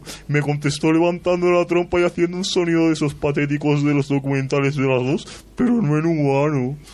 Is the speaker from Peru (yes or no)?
no; Spain; yo soy muy español